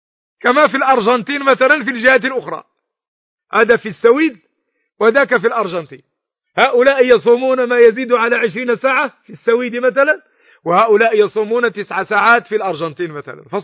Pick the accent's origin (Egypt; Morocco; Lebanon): Morocco; كي يقول العوام عندنا في المغرب